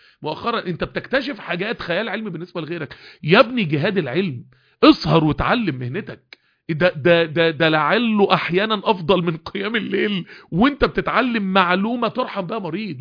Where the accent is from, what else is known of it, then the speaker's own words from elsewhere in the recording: Mansoura, Dakahlia, Egypt; بدأت انزل المكتبات الطبية الكبيرة في القاهرة وانا من المنصورة